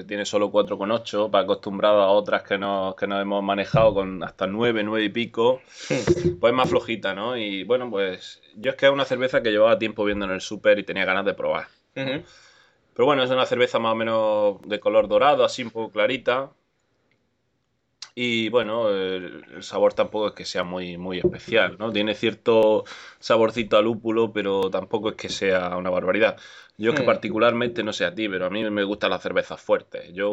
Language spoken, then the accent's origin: Spanish; Granada, Andalusia, Spain; allí, de allí de mi tierra